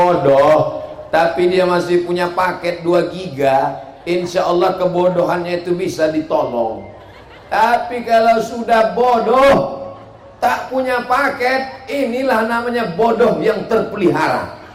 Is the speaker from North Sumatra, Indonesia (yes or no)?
yes; Medan, North Sumatra, Indonesia; Kalau ada orang bertanya, ibu dari mana? Dari Medan. Di mana? Sumatera Utara.